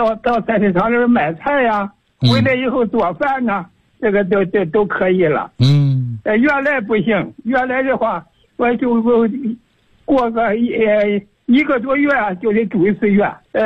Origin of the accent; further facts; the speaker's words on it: Chengdu, Sichuan, China; 我是成都的。成都市的，